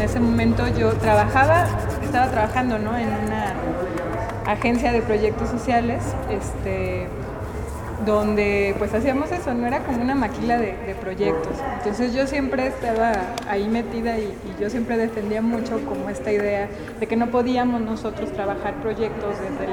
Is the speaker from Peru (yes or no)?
no; Tlaquepaque, Jalisco, Mexico; vengo de Tlaquepaque, Jalisco.